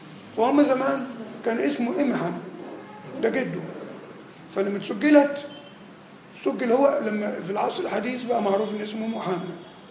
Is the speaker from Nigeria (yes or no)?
yes; Nigeria; مدفون عندنا في نيجيريا